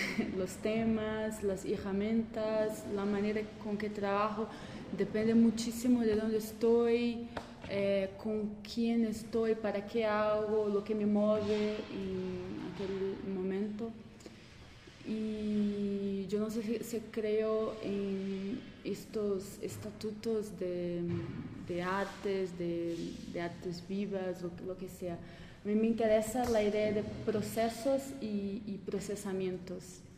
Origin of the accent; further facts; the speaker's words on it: Brazil; Spanish is a second language; yo soy de Brasil y nunca sé lo que hablar.